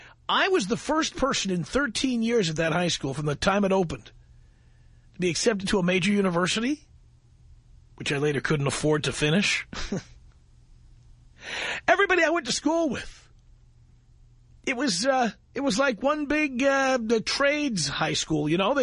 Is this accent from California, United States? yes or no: yes; Hollywood, California, United States; Coming to you from my hometown of Hollywood, California.